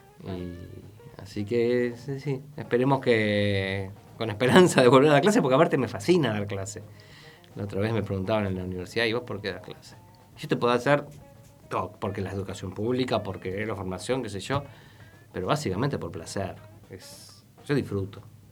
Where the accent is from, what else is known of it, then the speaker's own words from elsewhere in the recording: El Bolsón, Río Negro, Argentina; No, acá en Bolsón, yo soy de Bolsón.